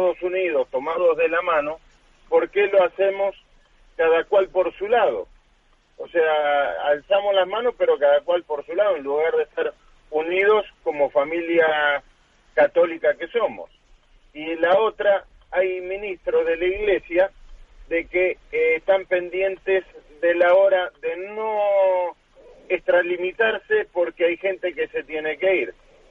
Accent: Málaga, Andalusia, Spain; soy de Málaga.

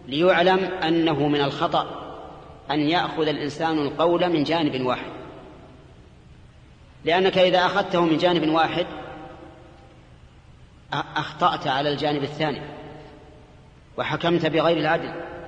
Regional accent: Saudi Arabia; الصراع الكلامي الموجود هنا عندنا في السعودية

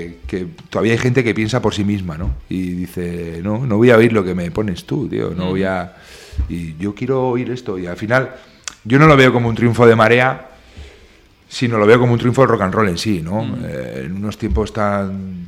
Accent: Berriozar, Navarre, Spain; Que no, que somos de Berriozar.

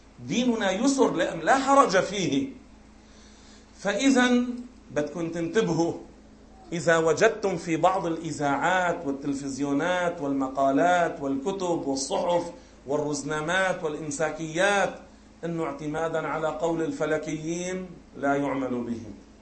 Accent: Beirut, Beirut Governorate, Lebanon; بيكون صار العصر عندنا ببيروت

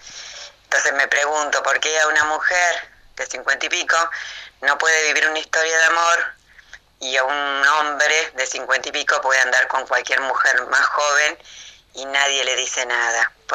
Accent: La Plata, Buenos Aires Province, Argentina; de La Plata.

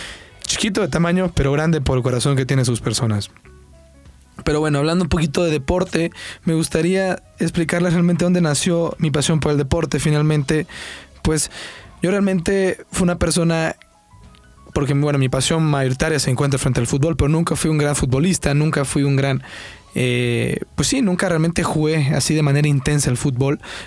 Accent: La Libertad, El Salvador; also born or lived in San Salvador; yo tengo 19 años. Soy salvadoreño, como les dije. Nací en la capital, San Salvador, pero viví la mayor parte de mi vida en un lugar que se llama La Libertad, que se encuentra a 25 minutos de la playa.

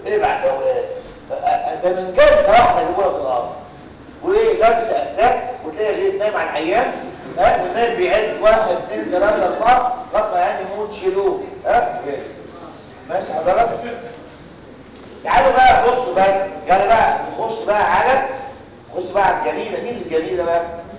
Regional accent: Egypt; ده عندنا في مصر ده الواقع

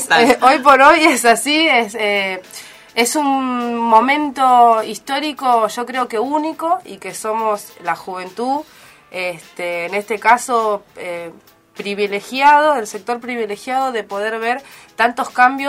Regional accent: Solano, Buenos Aires Province, Argentina; sobre todo de la zona de la periferia de Solano, de donde soy yo

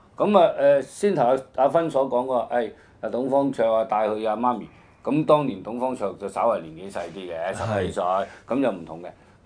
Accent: China; 其實有時我哋身為中國人，我哋有時都有啲即係感慨嘅

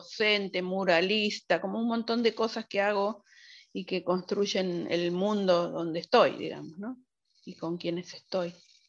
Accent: Moreno, Buenos Aires Province, Argentina; soy de Moreno, pero no de Moreno. Yo cuando digo de Moreno, digo Cuartel Quinto. Moreno es grande, es un territorio enorme, y yo soy de una localidad más alejada del centro.

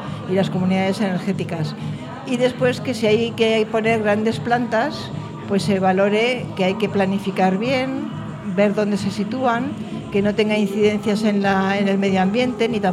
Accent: Guadalajara, Castilla-La Mancha, Spain; soy de Guadalajara.

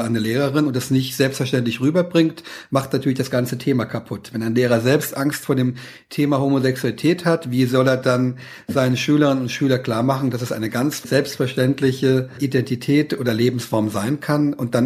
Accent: Saarland, Germany; weil ich Katholik bin, aus Westdeutschland stamme, wo ich herkomme, aus einem kleinen Dorf im Saarland, da gab es gar keine Migranten.

